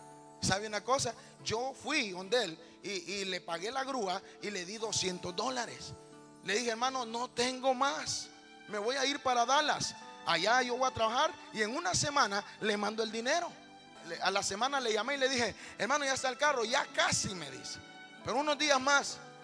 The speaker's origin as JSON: {"language": "Spanish", "country": "Honduras", "said": "Humanamente, como buen catracho, me enojé y dije: ay, condenado, dije."}